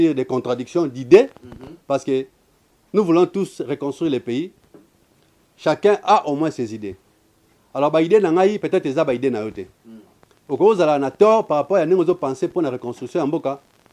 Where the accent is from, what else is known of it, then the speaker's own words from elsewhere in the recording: DR Congo; Mais pour autant qu'on est Congolais, je pense qu'on n'est pas ennemis.